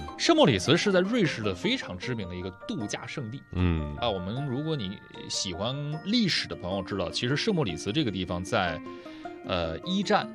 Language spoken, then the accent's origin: Chinese; Dalian, Liaoning, China; 我小时候是在大连，大连是一个山城啊，它那个坡很多